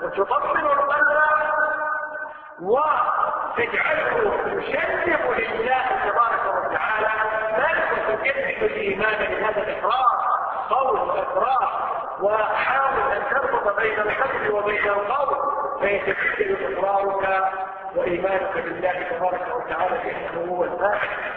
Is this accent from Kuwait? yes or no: yes; Kuwait; شوف اي مستشفى عندنا في الكويت